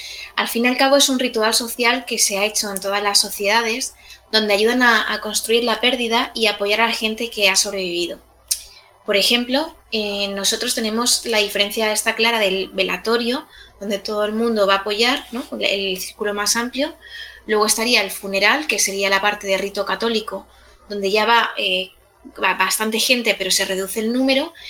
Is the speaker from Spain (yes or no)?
yes; Ballesteros de Calatrava, Castilla-La Mancha, Spain; mi pueblo, Ballesteros de Calatrava, tuvo un primer caso